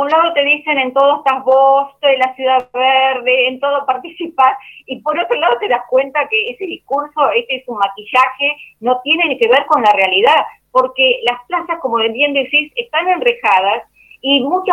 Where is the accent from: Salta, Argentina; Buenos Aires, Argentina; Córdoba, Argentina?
Buenos Aires, Argentina; porque soy del barrio de Urquiza, de la Comuna 12